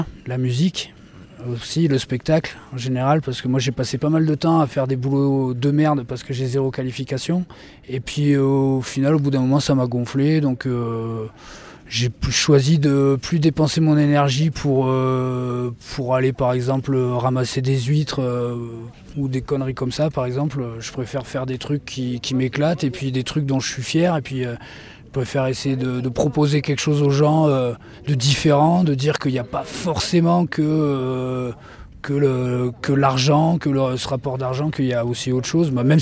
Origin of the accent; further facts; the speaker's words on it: France; parce que nous, encore une fois, on est français, donc on a la facilité d'être nomade